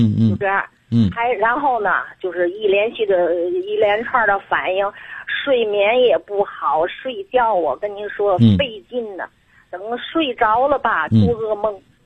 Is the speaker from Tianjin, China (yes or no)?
yes; Tianjin, China; 我是天津的。